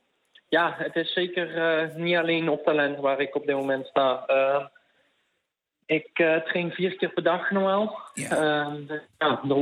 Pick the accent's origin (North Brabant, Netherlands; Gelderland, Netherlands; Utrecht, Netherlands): North Brabant, Netherlands; Eersel; 18 jaar oud en ik kom uit Brabantse Eersel.